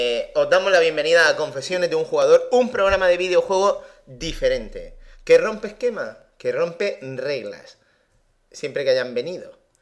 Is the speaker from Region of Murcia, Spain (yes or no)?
yes; Region of Murcia, Spain; ¿Y cómo es que nos vamos a Alicante si somos murcianos?